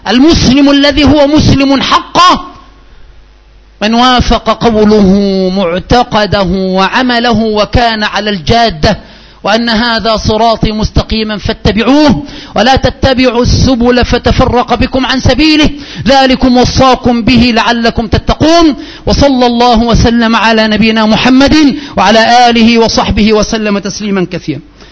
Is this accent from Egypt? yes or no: yes; Egypt; عندنا في مصر